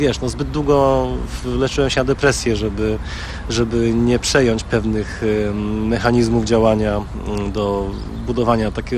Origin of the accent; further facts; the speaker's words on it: Radom, Masovian Voivodeship, Poland; urodziłem się 10 kwietnia, jestem z Radomia